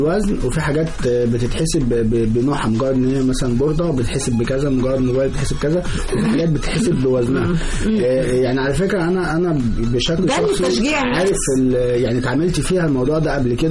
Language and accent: Arabic; Egypt; احنا بفضل الله خلاص بقى عندنا في مصر مصنع